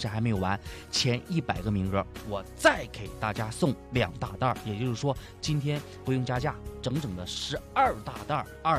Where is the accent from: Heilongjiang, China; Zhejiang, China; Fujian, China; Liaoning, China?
Liaoning, China; Dalian; now in Beijing, China; 因为我们大连当地不这个吃法